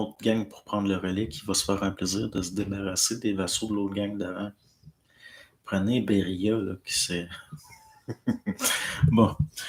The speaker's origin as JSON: {"language": "French", "region": "Normandy", "country": "France", "said": "En France, je suis de Normandie et il n'a pas encore gelé."}